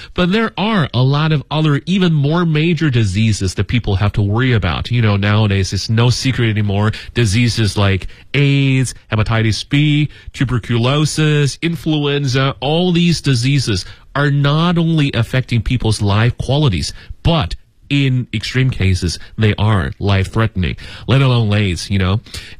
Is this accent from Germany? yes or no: no; Beijing, China; I grew up here in Beijing for, well, I have to say almost 40 years now.